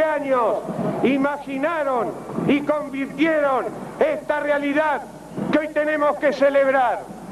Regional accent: Esquel, Chubut, Argentina; Más allá de mi condición de gobernador, soy de Esquel y Esquel me conoce.

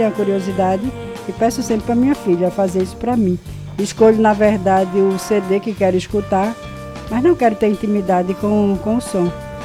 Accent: Nazaré da Mata, Pernambuco, Brazil; que eu vim de Nazaré da Mata

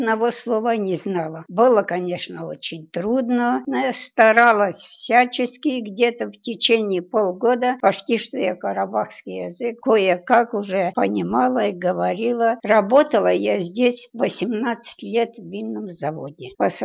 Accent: Rosokhovatka, Kyiv Oblast, Ukraine; moved away; Я родилась в Киевской области, в село Росоховатка. Жила я там, в общем, до 41-го года.

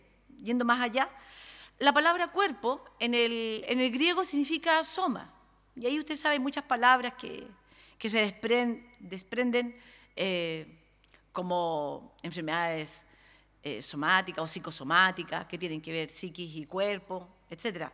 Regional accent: Valparaíso, Chile; sobre todo los que somos acá de Valparaíso, Viña del Mar, Casablanca

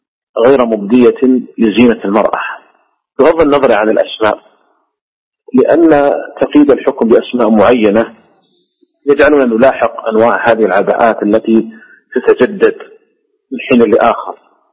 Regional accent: Saudi Arabia; قد كان الناس قديما عندنا في المملكة العربية السعودية كانوا يسمونها عكسا

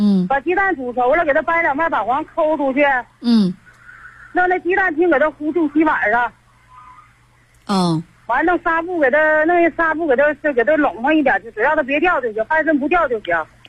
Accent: Jilin, China; 我是吉林的朋友。

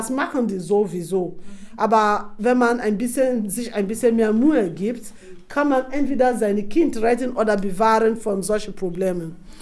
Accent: Nembe, Bayelsa, Nigeria; Ich erkläre ein bisschen von wo ich herkomme. Ich komme aus einem Ort namens Nembe.

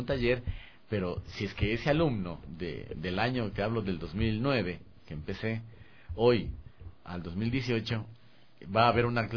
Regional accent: Ecuador; Y en mi país apenas 3. Y quizás sea porque soy un ecuatoriano y de pronto ven que el instructor es ecuatoriano.

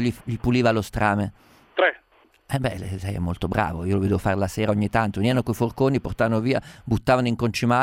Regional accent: Umbria, Italy; Sono umbro.

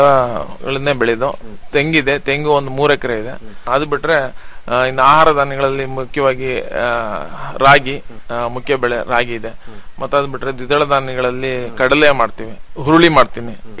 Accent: Bidare, Karnataka, India; ನಂದು ಶ್ರೀಬಿದ್ರಿ ಅಂತ ಹೇಳ್ಬಿಟ್ಟು, ಕಡೂರು ತಾಲೂಕು ಸಕ್ಕರೆಪಟ್ಟಣ ಹೋಬಳಿ.

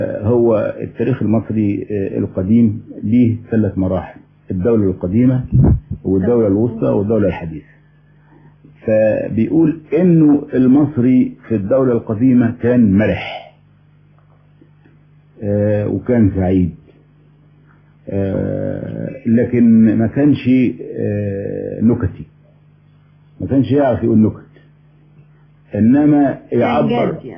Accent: Egypt; هو انا اولا مصري الجنسية، والمصريين بشكل عام

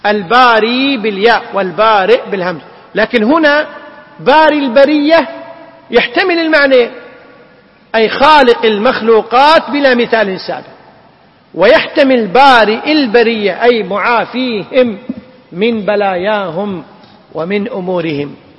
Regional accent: Kuwait; وعندنا في الكويت وفي ساحل الخليج العربي الشرقي والغربي

